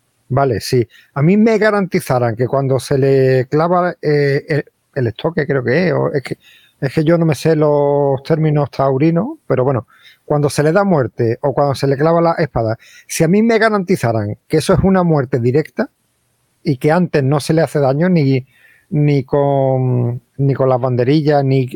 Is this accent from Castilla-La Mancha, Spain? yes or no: no; Ronda, Andalusia, Spain; y hablo porque en mi pueblo natal, en Ronda